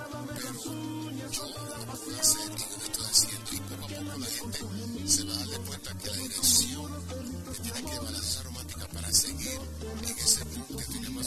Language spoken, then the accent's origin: Spanish; United States; que yo me crié en los Estados Unidos